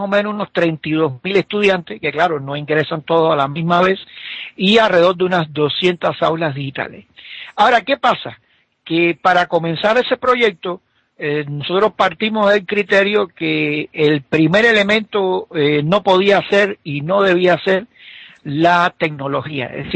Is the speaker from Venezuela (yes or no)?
no; Cuba; moved away as an adult; now in Bolivia; yo todos saben que yo soy cubano, que radico aquí temporalmente en Bolivia